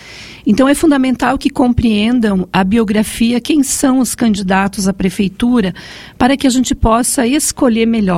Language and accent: Portuguese; Chapecó, Santa Catarina, Brazil; Bem, eu então sou nascida em Chapecó. Como você falou da velha guarda, né? Eu sou de 1970, nasci no dia 9 de julho, nasci e moro no mesmo